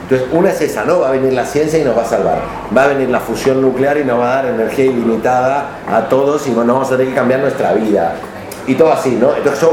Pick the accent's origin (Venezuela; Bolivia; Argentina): Argentina; como argentino, que en el fondo es un país que nace de ser de la colonia, y yo ser nieto de los colonos